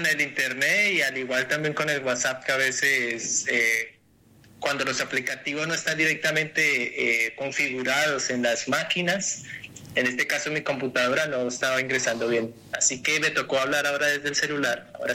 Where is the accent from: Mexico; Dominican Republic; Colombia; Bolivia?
Colombia; acercándonos al país de donde soy, que es Colombia